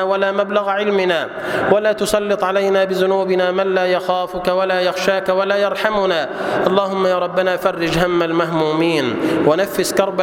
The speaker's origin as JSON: {"language": "Arabic", "country": "Egypt", "said": "واجعل اللهم بلدنا مصر سلما سلاما"}